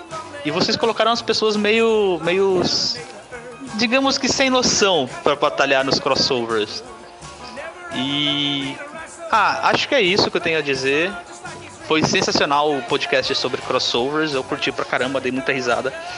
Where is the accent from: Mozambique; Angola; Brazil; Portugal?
Brazil; Araraquara, São Paulo; tenho 25 anos. Sou de Araraquara